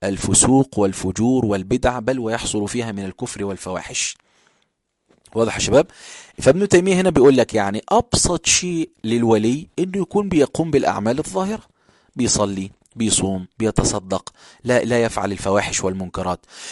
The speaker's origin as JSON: {"language": "Arabic", "country": "Egypt", "said": "المساجد اللي هي مشهورة عندنا في القاهرة أو حتى في الصعيد"}